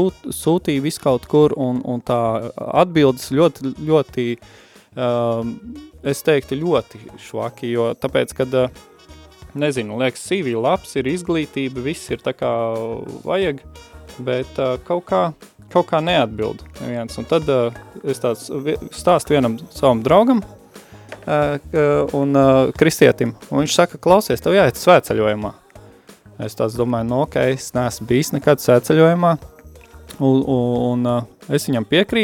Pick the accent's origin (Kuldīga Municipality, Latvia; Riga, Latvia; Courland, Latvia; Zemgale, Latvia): Zemgale, Latvia; Dobele; also born or lived in Cēsis / Iceland; esmu oriģināli no Dobeles, dzimis audzis, vēlāk... Tā kā Cēsis, pa Cēsīm dzīvojies, jo aprecējos un sievu no Cēsīm.